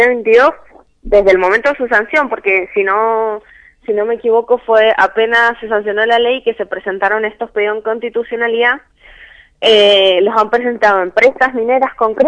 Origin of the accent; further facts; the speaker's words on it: Mendoza, Argentina; tenemos para presionar como mendocinos para que estos proyectos no se aprueben